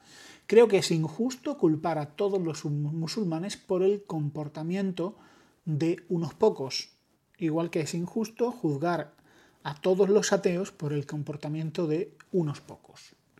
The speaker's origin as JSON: {"language": "Spanish", "country": "Spain", "said": "yo, como todos, y como buen español que soy, también sufro de los mismos males que aquejan a mis compatriotas"}